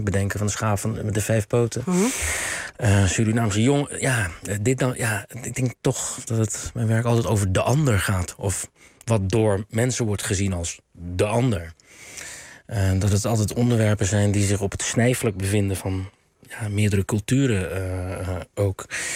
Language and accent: Dutch; South Korea; Dutch is a second language; Ja, ik als Koreaan moet dat ook niet doen.